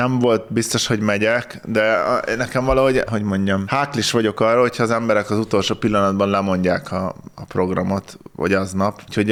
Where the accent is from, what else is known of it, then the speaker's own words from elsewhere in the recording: Tapolca, Veszprém County, Hungary; ilyen kicsit ilyen kézműves, ami tapolcai volt, szülőhazámé.